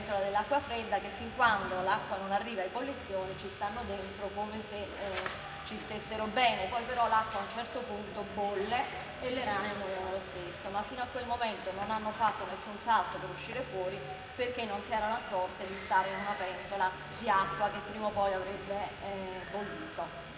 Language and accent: Italian; Caserta, Campania, Italy; io sono di Caserta